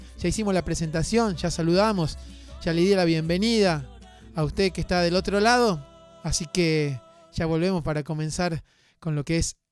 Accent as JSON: {"language": "Spanish", "town": "Luyaba", "region": "Córdoba", "country": "Argentina", "said": "vengo desde Luyaba, un pueblito acá cerquita de San Javier"}